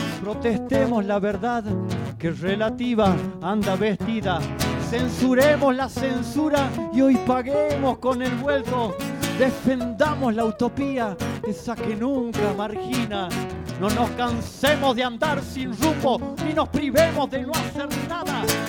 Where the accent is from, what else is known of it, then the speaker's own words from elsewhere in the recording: La Rioja, Argentina; Somos de La Rioja y nos hemos enterado hace poco, ¿cierto? En San Antonio. San Antonio de hace unos 5 o 6 años de que éramos compañeros de la primaria. Yo cumplo 42 ahora en febrero.